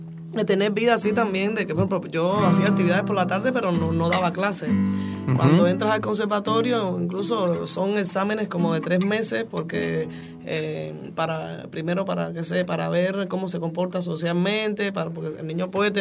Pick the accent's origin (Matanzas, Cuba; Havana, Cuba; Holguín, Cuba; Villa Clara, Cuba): Havana, Cuba; also born or lived in Alamar; En La Habana, sí, yo soy de La Habana.